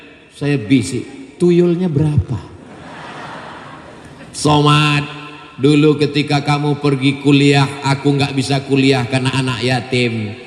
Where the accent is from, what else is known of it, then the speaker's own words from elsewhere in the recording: Indonesia; I'm from Indonesia.